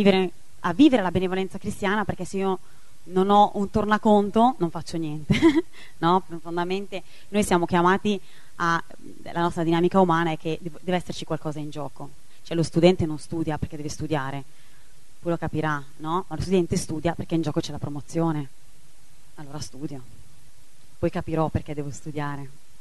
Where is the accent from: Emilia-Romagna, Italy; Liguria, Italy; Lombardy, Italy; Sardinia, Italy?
Lombardy, Italy; Milan; io parlo perché vengo da Milano, non lo vedo mai il sole, no?